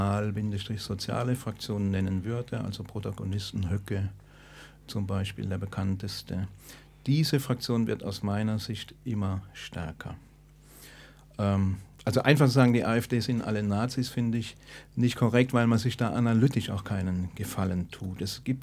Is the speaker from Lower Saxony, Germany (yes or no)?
no; Stuttgart, Baden-Württemberg, Germany; ich komme aus Stuttgart. Ich bin Mensch sei Dank jetzt Rentner